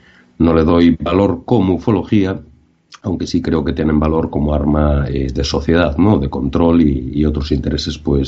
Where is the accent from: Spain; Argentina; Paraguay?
Spain; Ferrol, Galicia; incluso aquí uno en mi tierra, ¿no? En Ferrol